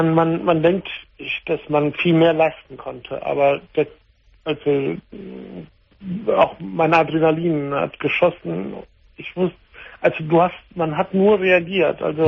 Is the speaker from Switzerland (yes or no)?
no; Italy; aber ich bin Italiener.